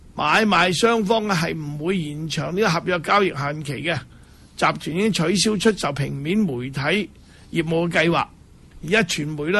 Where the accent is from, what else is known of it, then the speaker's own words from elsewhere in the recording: Hong Kong; 我哋香港人咧去到台湾咧，都系唔够台湾人